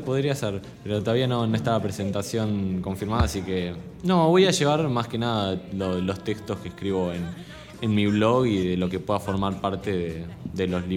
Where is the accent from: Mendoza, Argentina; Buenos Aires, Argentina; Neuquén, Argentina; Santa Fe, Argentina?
Buenos Aires, Argentina; Yo no soy del sur, o sea. Soy de Capital